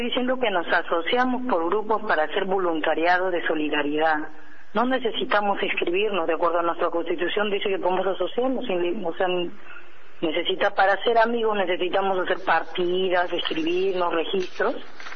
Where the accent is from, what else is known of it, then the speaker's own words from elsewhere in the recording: Peru; nosotros somos peruanos. No podríamos ser chavistas porque no somos venezolanos.